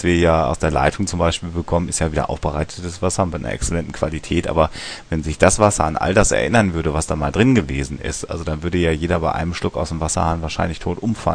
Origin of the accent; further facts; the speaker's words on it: North Rhine-Westphalia, Germany; wir kommen aus dem Münsterland, wo ja jeder dritte Mensch ein Pferd hat